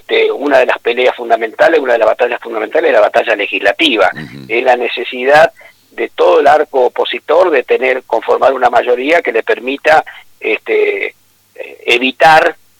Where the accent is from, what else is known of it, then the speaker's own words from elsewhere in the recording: Villa Domínguez, Entre Ríos, Argentina; Te aclaro que también soy entrerriano.